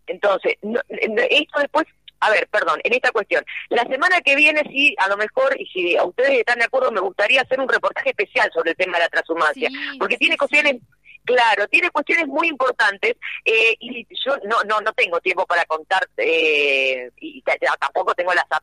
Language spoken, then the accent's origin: Spanish; Argentina; porque no es una práctica aquí de mi terruño, si se quiere, de estas provincias